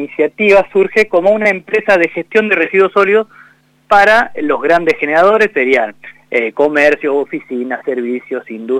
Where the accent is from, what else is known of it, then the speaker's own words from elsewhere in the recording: La Pampa, Argentina; Somos todos pampeanos